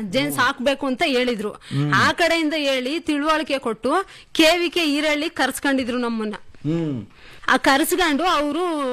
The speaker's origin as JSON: {"language": "Kannada", "town": "Maknalli", "region": "Karnataka", "country": "India", "tie": "born or raised there", "said": "ನಮ್ಮೂರು ಮಾಕ್ನಳ್ಳಿ."}